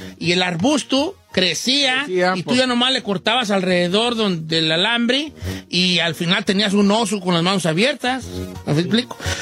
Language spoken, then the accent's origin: Spanish; Michoacán, Mexico; girl, soy de Michoacán.